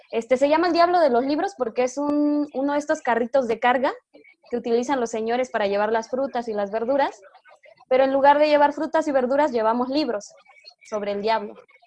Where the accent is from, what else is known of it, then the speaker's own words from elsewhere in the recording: Oaxaca, Mexico; Yo soy de Oaxaca, en México.